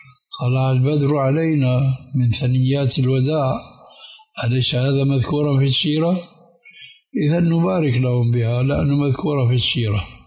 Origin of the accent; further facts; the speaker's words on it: Syria; عندنا في سوريا